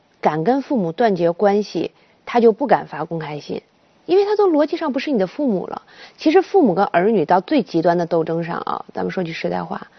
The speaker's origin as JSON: {"language": "Chinese", "country": "China", "said": "我们中国人不习惯用法律的观念去思考"}